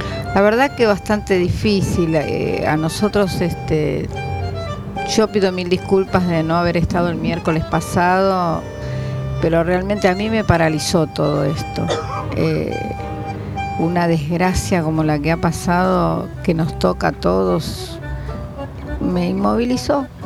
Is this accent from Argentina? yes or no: yes; Ciudadela, Buenos Aires Province, Argentina; voy a cumplir 55 años y viví toda la vida en Ciudadela. Nací en Ciudadela